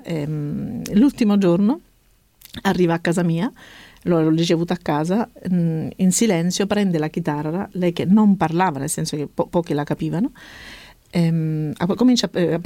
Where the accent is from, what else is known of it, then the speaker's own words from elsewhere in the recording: Cosenza, Calabria, Italy; born there; io sono nata a Cosenza.